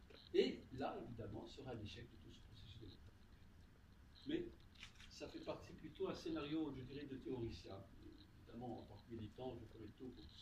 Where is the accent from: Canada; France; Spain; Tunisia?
Tunisia; Mais chez nous, en Tunisie, quel est notre environnement?